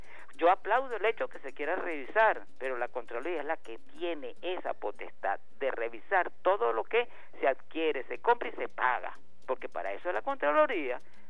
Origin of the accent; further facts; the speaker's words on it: Miranda, Venezuela; yo como, no como mirandino, porque yo no nací en Miranda, pero viví en el estado de Miranda toda mi vida, viví en el estado de Miranda. Ahorita vivo aquí en el Hatillo, primero viví en Baruta.